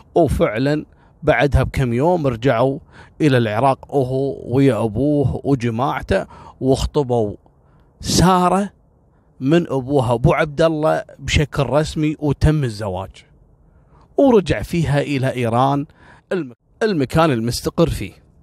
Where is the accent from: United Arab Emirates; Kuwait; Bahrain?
Kuwait; صارت عندنا في الكويت قبل كم سنة